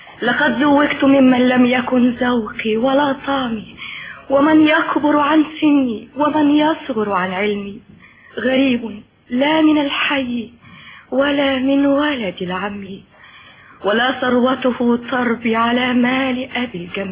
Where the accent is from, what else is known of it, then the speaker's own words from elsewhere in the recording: Tanta, Gharbia, Egypt; لا بلدي طنطا